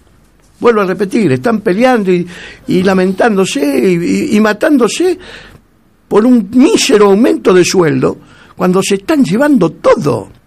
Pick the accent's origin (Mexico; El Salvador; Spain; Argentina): Argentina; Si yo soy argentino